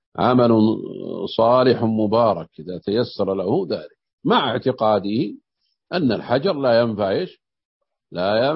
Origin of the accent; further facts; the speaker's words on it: Najd, Saudi Arabia; يقول في بعض اللهجات عندنا في نجد يسمون الشحاذ طواف،